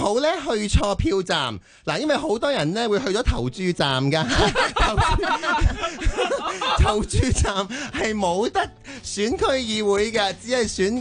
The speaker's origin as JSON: {"language": "Cantonese", "country": "Hong Kong", "said": "身为香港人，我哋呢啲 civilized 噶嘛，"}